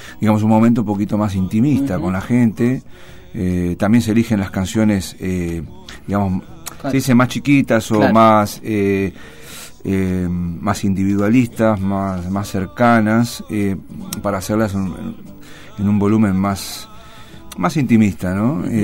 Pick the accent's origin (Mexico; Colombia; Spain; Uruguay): Uruguay; now in Mar del Plata, Argentina; mi raíz, vamos a contar a la gente, yo vengo de Uruguay, y entonces, bueno, mi folclore, mi sangre es candombera y murguera también.